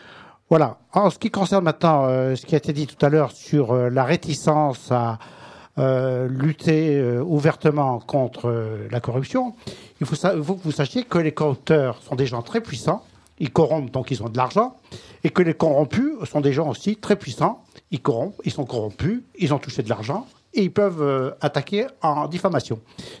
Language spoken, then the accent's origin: French; Maisons-Laffitte, Île-de-France, France; Comme je suis des Yvelines.